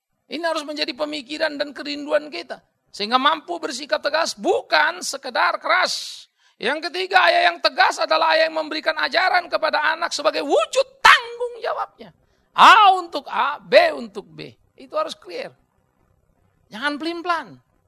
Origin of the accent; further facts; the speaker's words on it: Sumatra, Indonesia; Saya orang dari Sumatera, saudara.